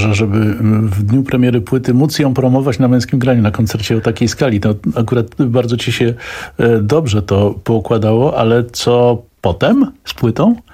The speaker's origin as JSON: {"language": "Polish", "town": "Kraków", "region": "Lesser Poland", "country": "Poland", "moved": "yes", "said": "ja jestem takim Krakusem trochę na emigracji od lat 20 paru, ale bardzo często wciąż jeżdżę"}